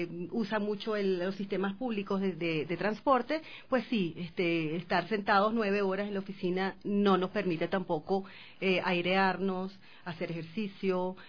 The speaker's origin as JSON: {"language": "Spanish", "country": "Venezuela", "lives_now": "Quito, Ecuador", "said": "soy eres venezolana."}